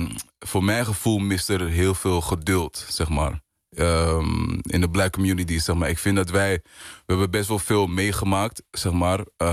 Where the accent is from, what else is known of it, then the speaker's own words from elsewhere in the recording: Amsterdam, North Holland, Netherlands; Ik kom uit Amsterdam, Zuidoost. En Ja, ik ben eigenlijk een storytelling artist. Geboren en getogen in Amsterdam.